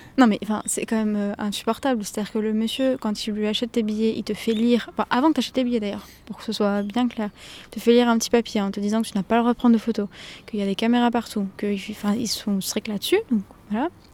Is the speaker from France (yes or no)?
yes; France; je suis française